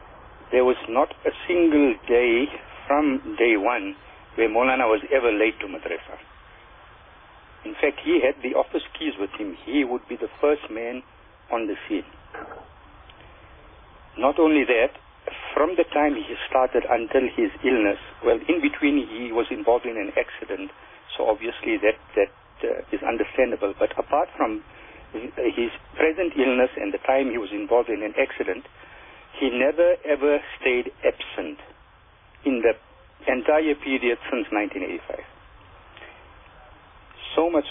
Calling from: Azadville, Gauteng, South Africa; Yeah, I'm calling from Azadville.

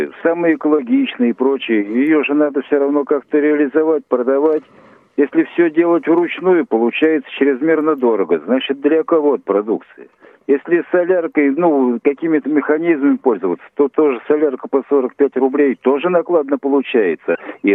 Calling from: Ivanovo, Ivanovo Oblast, Russia; я из Иваново.

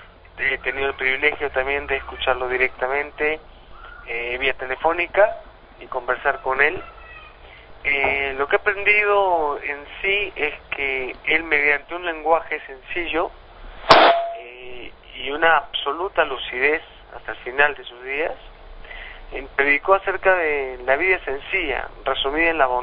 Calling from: Peru

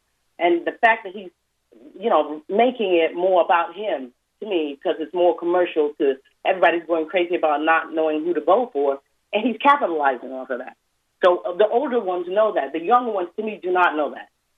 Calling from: Denmark; Yeah, I'm calling from Denmark because I'm watching all of this stuff from over here

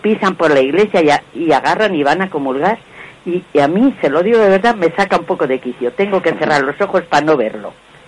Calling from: Madrid, Community of Madrid, Spain; de Madrid.

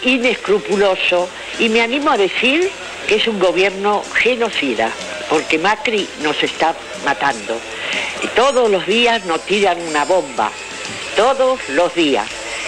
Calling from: Buenos Aires, Argentina; de Almagro.

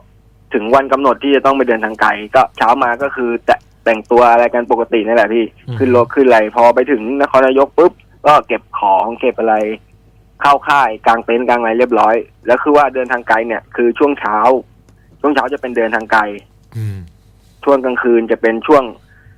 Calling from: Ayutthaya, Phra Nakhon Si Ayutthaya, Thailand; อยุธยาครับพี

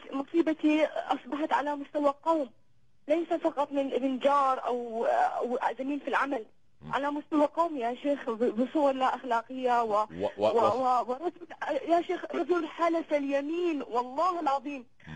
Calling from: Syria; أكلمك يا شيخ أنا من سوريا.

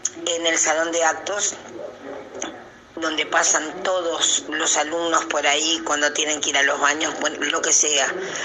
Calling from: Las Piedras, Canelones, Uruguay; acá en Las Piedras.

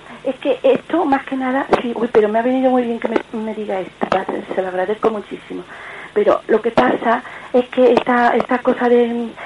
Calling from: Córdoba, Andalusia, Spain; soy de Córdoba.

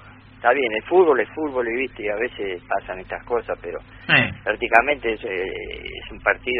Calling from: Lanús, Buenos Aires Province, Argentina; de Lanús.

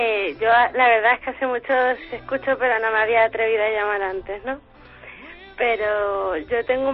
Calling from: Madrid, Community of Madrid, Spain; De Madrid.

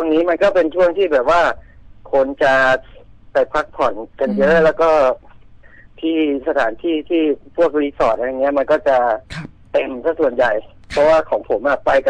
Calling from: Bangkok, Thailand; แถวลาดพร้าวครับผม

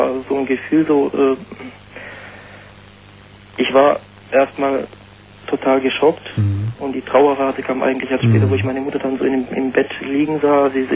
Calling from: Pforzheim, Baden-Württemberg, Germany; ich komme aus Süddeutschland, aus Pforzheim, sagt dir das was?

